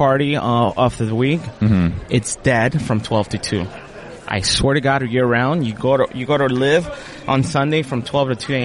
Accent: Costa Rica; I'm from Costa Rica.

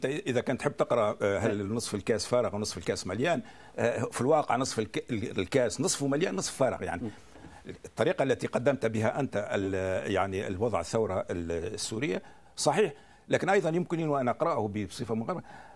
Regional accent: Tunisia; أنا أعتبر شو أنت سوري وأنا تونسي

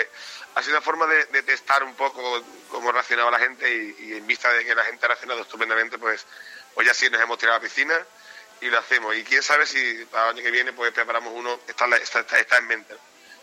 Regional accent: Seville, Andalusia, Spain; aunque yo sé que soy sevillano y desde pequeño son las bandas que a mí más me han llenado, porque es mi tierra

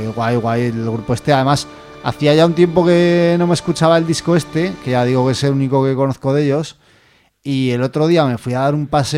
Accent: Spain; moved away; Como saben que soy español, me vienen a hablar español y se me olvida.

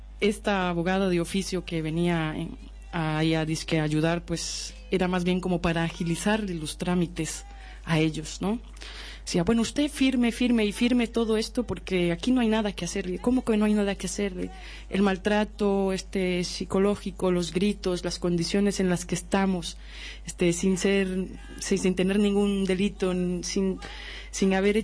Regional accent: Costa Rica; moved away; Pues yo siempre me he dedicado a la música desde que salí hace 13 años de Costa Rica, viajando, caminando pues por todo Latinoamérica, sur y centro y también México

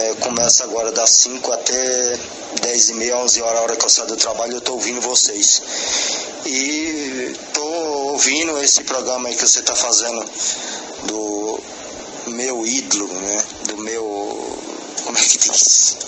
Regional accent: Bahia, Brazil; now in São Paulo, Brazil; né? Sou morador aqui de São Paulo, né? Mas sou filho lá da Bahia, nasci na Bahia, hoje moro em São Paulo há 25 anos, né?

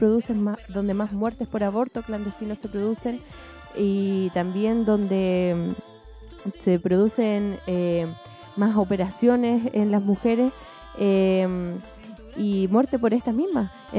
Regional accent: Chile; O sea, incluso nosotras que como chilenas somos víctimas de la violencia, a mí me ha causado impresión estar en Bolivia

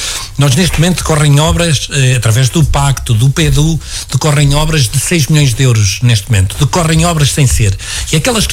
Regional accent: Portugal; e somos portugueses como os outros.

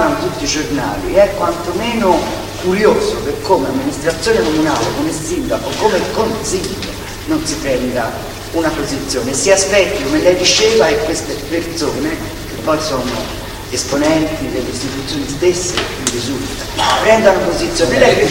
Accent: Florence, Tuscany, Italy; tutti noi che siamo di Firenze, io ci ho lavorato a Sesto

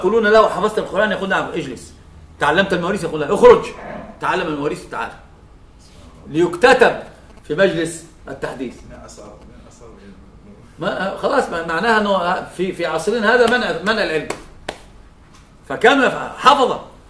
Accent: Egypt; اثنان عندنا في مصر ثلاثة

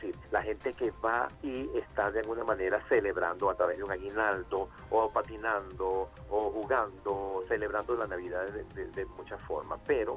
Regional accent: Caracas, Capital District, Venezuela; crecí en Propatria, y entonces era un ambiente súper fraterno desde pequeño

